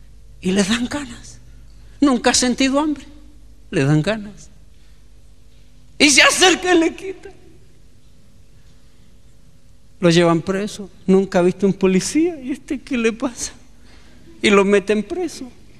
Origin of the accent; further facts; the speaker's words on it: Chile; No, yo soy chileno